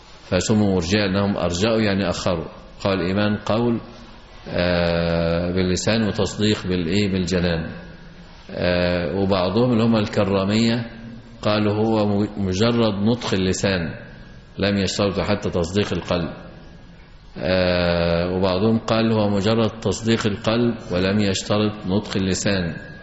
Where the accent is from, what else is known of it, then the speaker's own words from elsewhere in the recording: Egypt; فقلت له إن الوضع عندنا في مصر يختلف عن وضع عندكم،